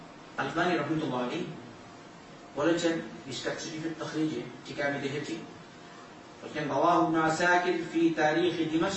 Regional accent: Bangladesh

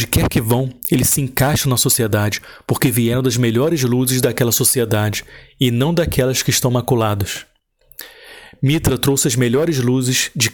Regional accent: Iran; Portuguese is a second language; A outra parte vem do meu passado como iraniano, que eu gosto

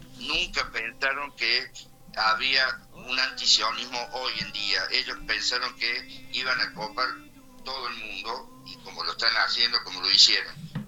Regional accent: Argentina; Soy orgullosamente argentino, ¿no? Estoy orgullosamente argentino, orgulloso de ser argentino hasta la médula.

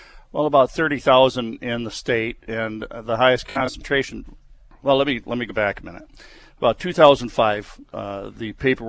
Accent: Michigan, United States; Yeah, that's what he said about my home state of Michigan.

